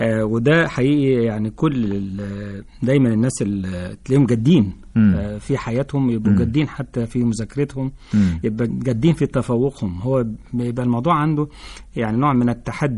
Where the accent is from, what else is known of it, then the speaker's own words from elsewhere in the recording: Sohag, Sohag Governorate, Egypt; احنا كان عندنا في سوهاج، وأنا من سوهاج،